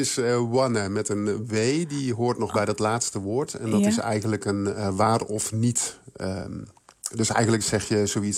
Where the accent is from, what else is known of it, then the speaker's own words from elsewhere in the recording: Middelrode, North Brabant, Netherlands; accent: Middelrode dialect; Ik spreek zelf het dialect van Middelrode en dat heet dus het Mirrois.